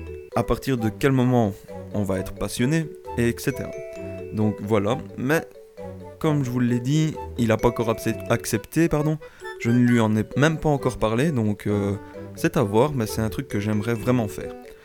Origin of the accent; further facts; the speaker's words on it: Belgium; je ne suis pas français, mais je suis belge, mais ça se passe dans un pays limitrophe